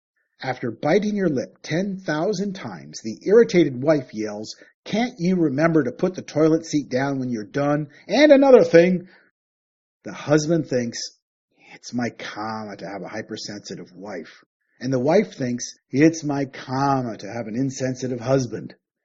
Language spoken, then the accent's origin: English; Canada; Growing up in Canada, I was raised Christian and I went to church most Sundays.